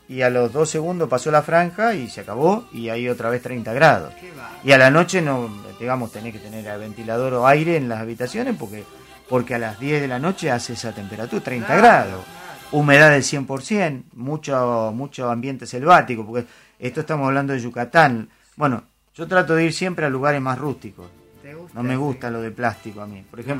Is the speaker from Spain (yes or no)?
no; Argentina; No voy a menospreciar nuestro país porque yo soy argentino y voy a veranear a Argentina y voy a Mar del Plata.